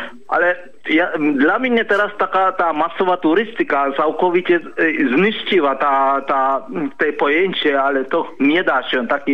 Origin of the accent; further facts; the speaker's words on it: Sri Lanka; Polish is a second language; now in Poland; ja pochodzę ze Sri Lanki, ale mieszkam prawie takie 20 lat w Polsce